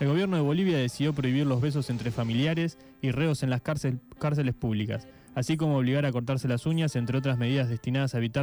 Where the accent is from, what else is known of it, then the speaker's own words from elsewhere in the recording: Argentina; Yo soy argentino.